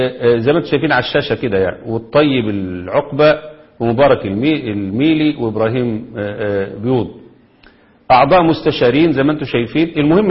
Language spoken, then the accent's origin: Arabic; Egypt; نفس اللي حصل عندنا في مصر